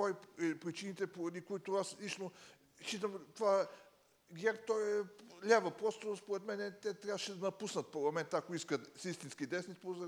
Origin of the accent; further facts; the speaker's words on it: Sofia, Sofia City, Bulgaria; съм от София, десен човек